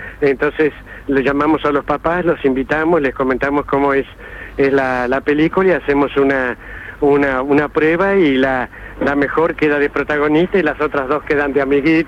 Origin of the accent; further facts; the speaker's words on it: Benjamín Gould, Córdoba, Argentina; me voy luego a mi pueblo, allá a Benjamín Gull